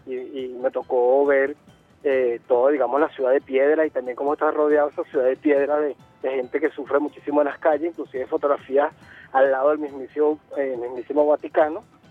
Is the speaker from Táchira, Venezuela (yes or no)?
no; Los Teques, Miranda, Venezuela; de mi ciudad natal, que es la ciudad de Los Teques, capital del estado Miranda.